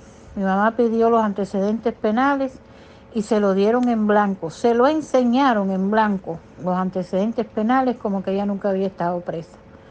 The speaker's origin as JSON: {"language": "Spanish", "town": "Guanabacoa", "region": "Havana", "country": "Cuba", "tie": "born there", "said": "la cárcel de Guanabacoa, que fue donde yo nací, en la cárcel de mujeres de Guanabacoa"}